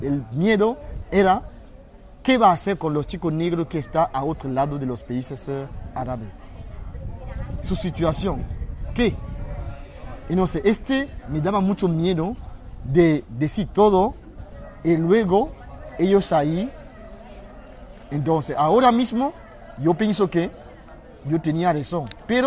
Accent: Cameroon; Spanish is a second language; now in Spain; vengo de Camerún. Sí. Estuve también andando 8 meses para llegar hasta aquí.

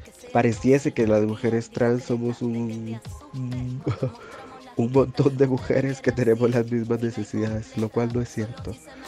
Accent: Nicoya, Guanacaste, Costa Rica; tengo 29 años. Soy costarricense, aunque disfruto mucho más decir que soy centroamericana, pero particularmente guanacasteca, nicoyana para ser exacta.

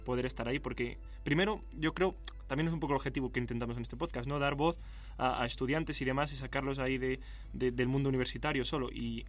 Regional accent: Spain; no, yo soy español

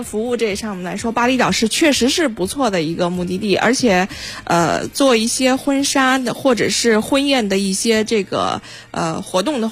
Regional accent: China

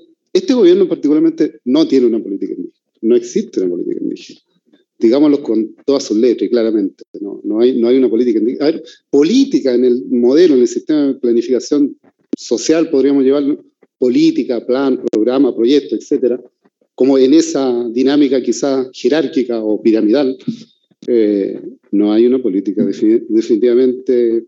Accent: Araucanía, Chile; yo vengo de Ralipicha, del LOF, que está ahí enclavado en el territorio de Boroa, cerca de lo que se llama la Comuna Nueva Imperial.

